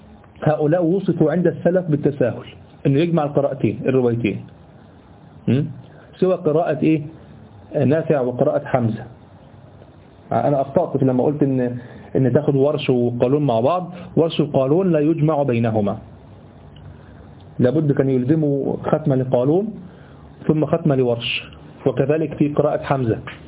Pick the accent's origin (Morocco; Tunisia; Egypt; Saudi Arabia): Egypt; هي اللي احنا بنقرأ بها كمصريين